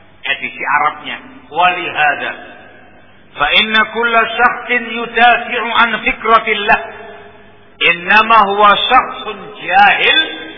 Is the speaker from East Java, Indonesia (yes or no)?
yes; East Java, Indonesia; Saya orang asli Jawa Timuran.